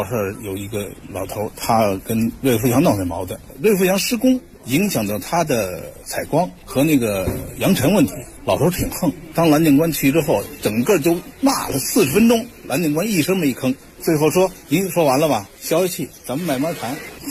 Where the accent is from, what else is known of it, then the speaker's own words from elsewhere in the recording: Beijing, China; 我是老北京，我是满族人，我们家从道光年间就在廊坊寮住，到现在还在廊坊寮住，我们家已经4代在这住了。